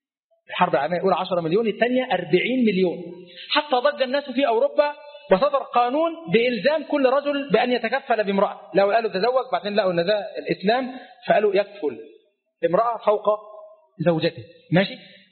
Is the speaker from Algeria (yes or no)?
no; Egypt